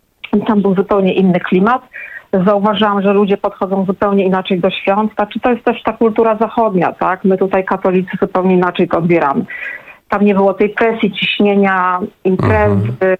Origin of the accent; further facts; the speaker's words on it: Gdynia, Pomeranian Voivodeship, Poland; jestem z Gdyni, więc to też specyficzna sytuacja